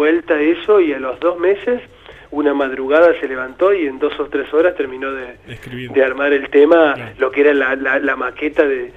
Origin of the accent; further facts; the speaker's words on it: Entre Ríos, Argentina; como también soy de Entre Ríos, siempre ir a tocar realmente a las provincias y demás